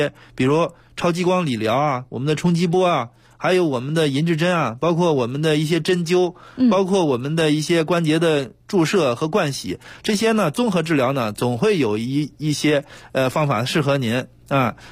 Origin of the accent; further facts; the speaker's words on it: China; 第二个呢，就是我们中国人的传统就是任劳任怨啊，就是喜欢劳动。